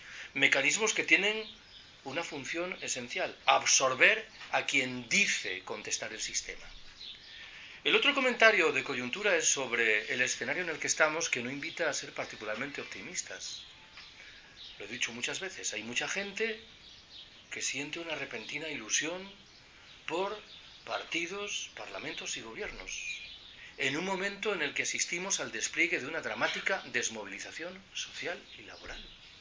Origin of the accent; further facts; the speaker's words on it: Galicia, Spain; Yo soy gallego. En Galicia se dice de eso de Betanzos.